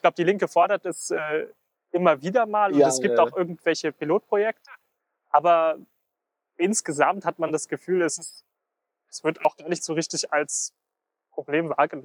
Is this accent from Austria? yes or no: no; Luxembourg; now in Germany; ich bin aus Luxemburg und seitdem ich hier bin, das sind jetzt 4,5 Jahre